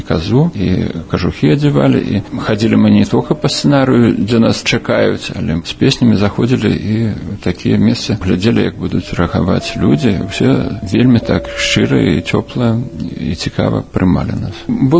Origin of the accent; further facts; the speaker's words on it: Dzenavishki, Minsk Region, Belarus; now in Minsk, Belarus; Я нарадзіўся ў Дзенавішках, так у паспарце напісана. Але на самай справе было, нарадзіўся я ў Мядзельскім роддоме. У гэты час уже бацькі пераязджалі ў Дзенавішкі, зараз гэтай вёскі няма, аб'єднали, зараз на Лылойцямі называецца.